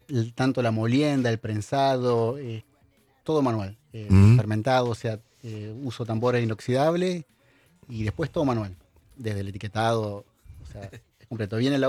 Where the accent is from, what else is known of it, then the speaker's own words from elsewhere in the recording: Santa Fe, Argentina; primero que yo no soy mendocino, soy santafesino.